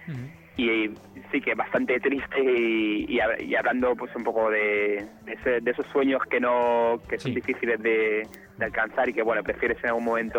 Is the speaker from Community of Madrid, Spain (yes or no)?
yes; Madrid, Community of Madrid, Spain; somos de Madrid menos la teclista, que es francesa, es mitad francesa, mitad madrileña.